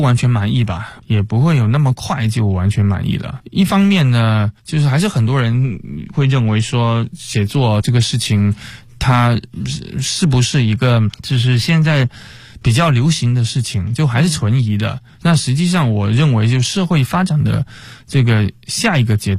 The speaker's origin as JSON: {"language": "Chinese", "town": "Chaozhou", "region": "Guangdong", "country": "China", "tie": "born or raised there", "said": "然后包括我的老家广东潮州啊"}